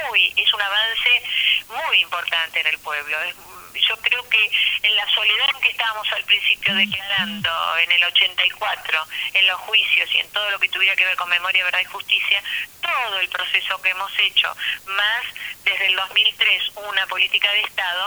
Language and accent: Spanish; Buenos Aires, Argentina; yo me acuerdo cuando viví acá, porque yo, si bien soy porteña, en los años 70 con mi pareja vivíamos acá